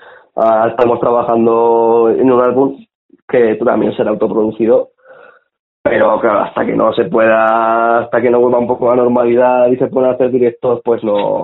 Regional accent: Tudela, Navarre, Spain; Pues a ver, somos unos chavales de Tudela

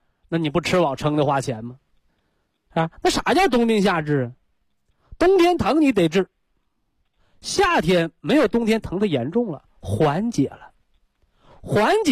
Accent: China; 所以啊，我们中国人讲，不听老人言，吃亏在眼前。

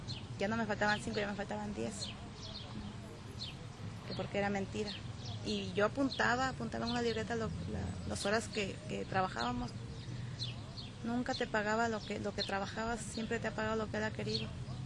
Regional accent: Mexico; ni a un mexicano se le permite que es mexicano, que somos mexicanos. Yo desde los 12 años he trabajado.

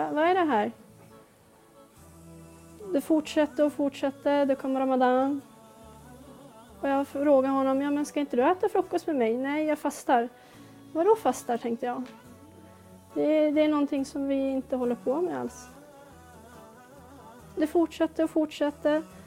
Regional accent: Norrland, Sweden; Jag var 16 år. Jag bodde inte i Stockholm överhuvudtaget. Jag kommer inte från Stockholm utan jag kommer från norr i landet.

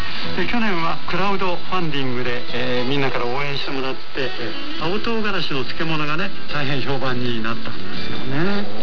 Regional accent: Sakhalin Oblast, Russia; あの料理の原点は生まれ育った樺太で覚えた料理が多いんですよね。

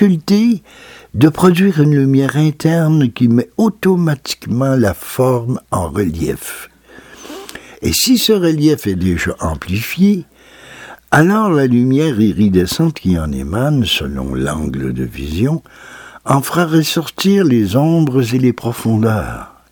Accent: Val-d'Or, Quebec, Canada; ces boulots sont vraiment ceux qui entourent ma ville natale, Val-d'Or.

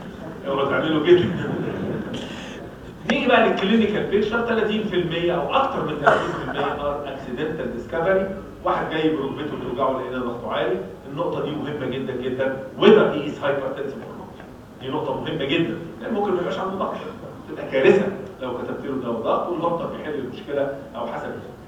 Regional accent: Egypt; المصيبه بقى ان عندنا في مصر كام دكتور؟ 84 مليون دكتور.

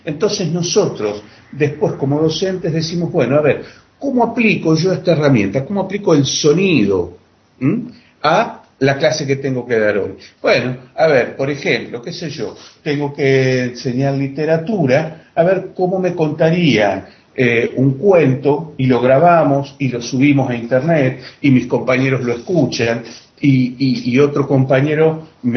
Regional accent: Santa Fe, Argentina; también de Santa Fe, Argentina

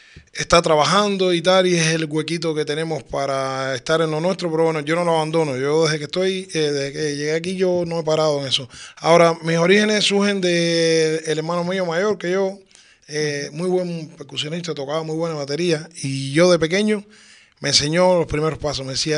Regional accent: Cuba; moved away; Antes yo recuerdo, yo llevo, soy cubano, pero ya llevo 11 años aquí.

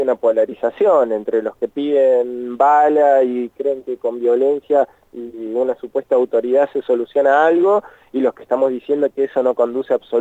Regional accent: Argentina; que tenemos como argentinos, como argentinas, como patriotas de la patria grande

